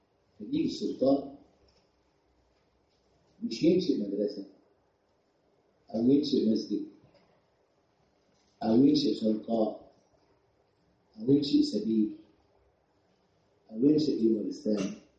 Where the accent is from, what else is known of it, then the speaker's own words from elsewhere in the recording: Egypt; بتهمنا، لأن إحنا مصريين.